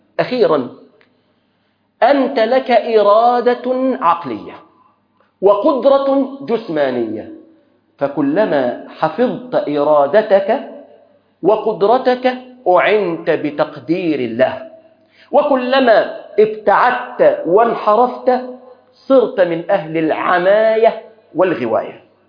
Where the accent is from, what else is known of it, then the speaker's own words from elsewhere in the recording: Egypt; اللهم احفظ بلادنا مصر